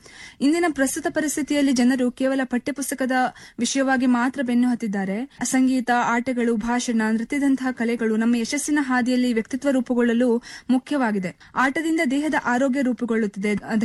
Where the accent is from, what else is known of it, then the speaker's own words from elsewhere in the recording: Yellapur, Karnataka, India; ಮಾಡುವ ನಮಸ್ಕಾರಗಳು. ನನ್ನ ಊರು ಉತ್ತರ ಕನ್ನಡ ಜಿಲ್ಲೆಯ ಯಲ್ಲಾಪುರ.